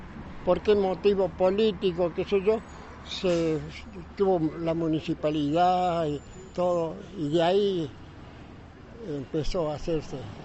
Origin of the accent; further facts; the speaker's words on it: Huerta Grande, Córdoba, Argentina; born there; Y en Huerta Grande, en realidad. Porque mi papá y mi mamá... mi abuelo fue un prócer en Huerta Grande y había hecho ya una casa acá